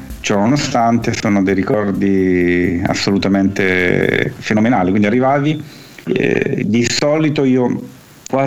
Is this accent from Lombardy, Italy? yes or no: yes; Milan, Lombardy, Italy; sono cresciuto a Milano. La mia famiglia è di origine napoletana, però io ho passato la grandissima parte delle mie vacanze di bimbo in Puglia